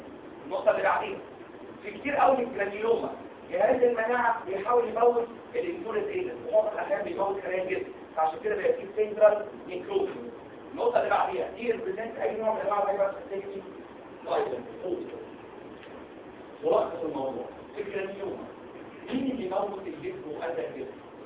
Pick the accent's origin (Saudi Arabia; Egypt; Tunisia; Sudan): Egypt; ايه اشهر باراسايت جرانيلوما عندنا في مصر؟